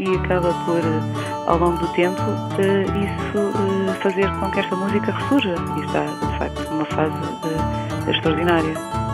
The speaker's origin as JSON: {"language": "Portuguese", "region": "Lisbon", "country": "Portugal", "said": "Eu sou lisboeta."}